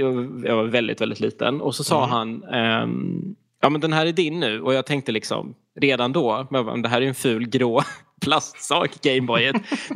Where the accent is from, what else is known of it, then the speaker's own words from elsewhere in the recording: Skåne, Sweden; Rent geografiskt så kommer jag ifrån östkusten i Skåne. Den bästa kusten, som vi säger här